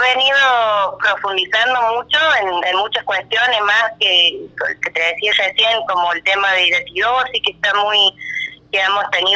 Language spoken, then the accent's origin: Spanish; Paso Viejo, Córdoba, Argentina; Soy de Paso Viejo, ajá, de un pueblo de la localidad de Cruz del Eje, del departamento Cruz del Eje.